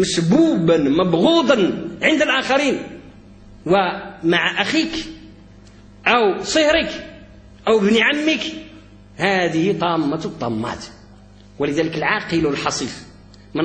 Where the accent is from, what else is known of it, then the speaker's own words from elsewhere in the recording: Morocco; وقد كنا كمغاربه وكاندلسيين في عمقنا الحضاري اساتذه للمشرق